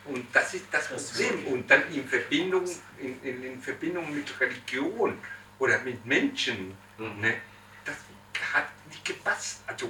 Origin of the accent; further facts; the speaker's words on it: Chile; born there; German is a second language; ich bin römisch-katholisch, ich bin Chilene geboren, in Chile geboren